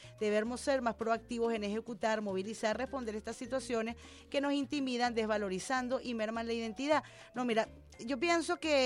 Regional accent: Venezuela; Si nosotros como venezolanos no lo manejamos, ellos tampoco.

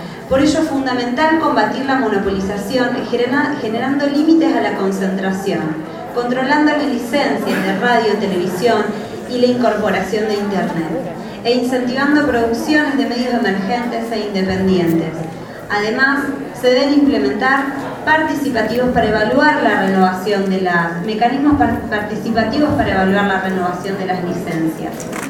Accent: Rosario, Santa Fe, Argentina; mi compañero es Sebastián Butisé. Venimos de la ciudad de Rosario

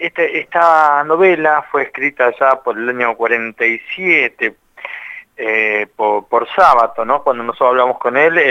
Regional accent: La Plata, Buenos Aires Province, Argentina; nosotros somos un grupo, si bien somos de La Plata, somos itinerantes

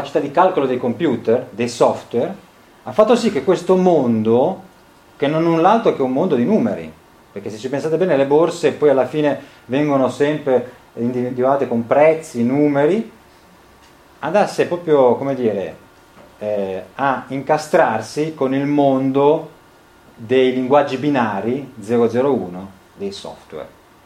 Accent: Genoa, Liguria, Italy; io sono di Genova

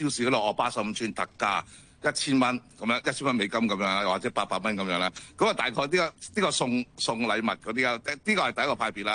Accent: Hong Kong; 即係你都知道啦，我哋香港大嘅

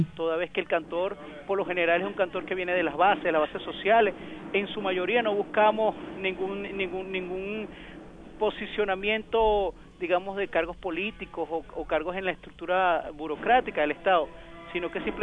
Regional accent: Venezuela; now in Argentina; queremos que se construya aquí en Argentina como venezolano

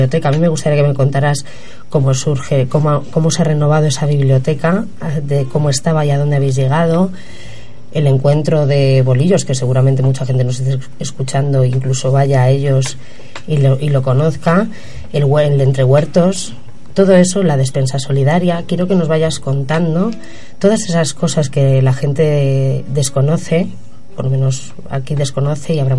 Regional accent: Pedrajas, Castile and León, Spain; also born or lived in Las Delicias; Yo he vivido muchos años en Las Delicias, porque yo soy de Pedrajas, pero he vivido en Las Delicias

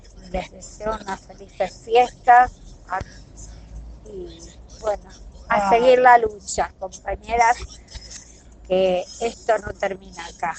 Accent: Villa Madero, Buenos Aires Province, Argentina; soy de Villa Madero, tengo 55 años

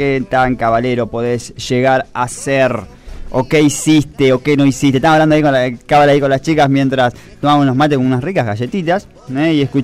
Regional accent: Argentina; La verdad que sigo siendo ese argentino

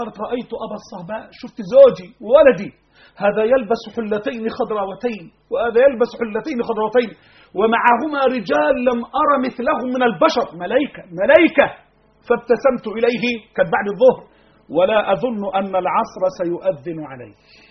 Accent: Egypt; اللهم احفظ بلدنا مصر.

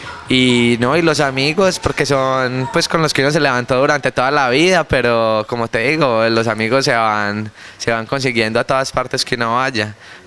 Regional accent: Colombia; now in Argentina; diferentes zonas, diferentes regiones, diferentes ciudades de mi país, y aprendí a valorar más lo de mi tierra. Este es el primer país que conozco fuera del mío

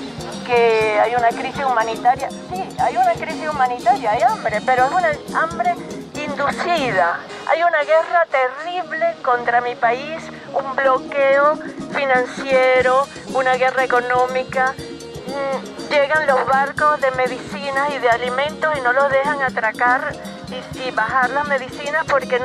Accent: Venezuela; Bueno, en Venezuela, en mi país, estamos en una resistencia también.

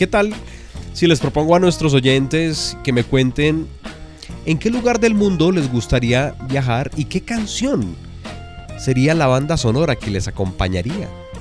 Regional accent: Colombia; los que somos del interior de Colombia, que es tierra fría

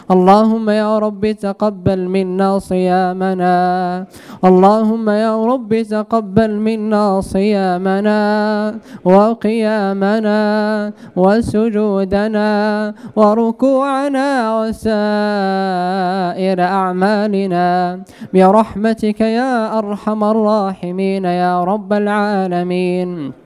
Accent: Morocco; اللهم يا رب احفظ بلدنا المغرب من الفتن

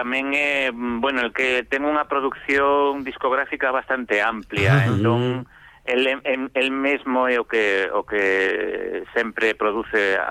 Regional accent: Galicia, Spain; do noso ser, e sobre todo do noso ser como galegos

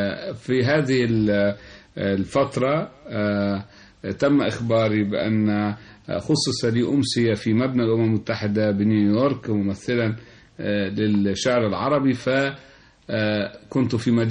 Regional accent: Cairo, Cairo Governorate, Egypt; also born or lived in United States; قصيدة عن حي الحلمية الذي تشرفت بأن كان مسقط رأسي وكان مرعى صباي

